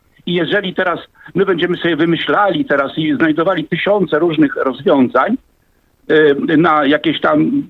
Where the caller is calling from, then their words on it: Olsztyn, Warmian-Masurian Voivodeship, Poland; Ja z Olsztyna telefonuję właśnie w tej sprawie tego samochodu.